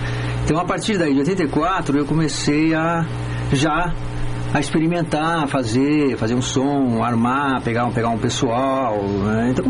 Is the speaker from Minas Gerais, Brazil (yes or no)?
no; Londrina, Paraná, Brazil; Eu sou de Londrina